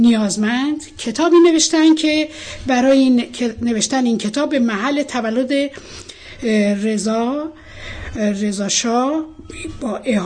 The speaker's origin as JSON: {"language": "Persian", "town": "Bandar Shah", "region": "Golestan", "country": "Iran", "tie": "born there", "said": "در بندرشا به دنیا آمدم."}